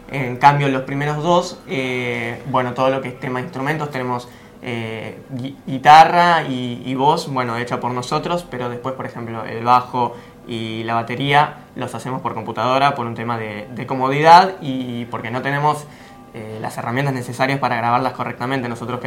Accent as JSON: {"language": "Spanish", "town": "González Catán", "region": "Buenos Aires Province", "country": "Argentina", "lives_now": "Cañuelas, Argentina", "said": "yo estoy mudado hace relativamente poco a Cañuelas, soy de González Catán en principio."}